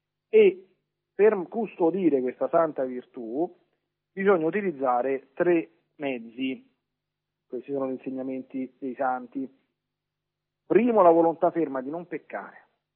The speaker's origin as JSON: {"language": "Italian", "region": "Lazio", "country": "Italy", "said": "Non lontano dalle mie parti, a Subiaco, c'è il luogo dove"}